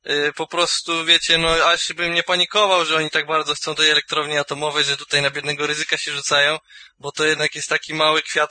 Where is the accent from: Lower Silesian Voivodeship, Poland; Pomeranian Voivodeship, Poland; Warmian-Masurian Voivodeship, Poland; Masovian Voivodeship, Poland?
Pomeranian Voivodeship, Poland; bo jestem Kaszubem, więc pamiętajcie o tym.